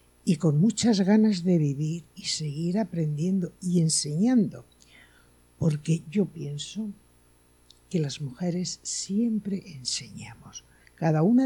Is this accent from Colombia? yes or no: no; Castile and León, Spain; soy castellana vieja, pero loba.